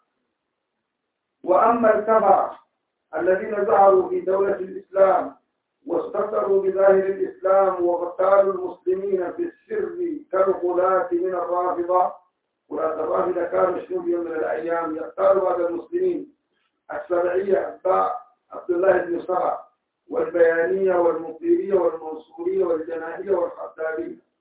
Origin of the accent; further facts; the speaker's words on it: Sudan; حتى الآن عندنا في السودان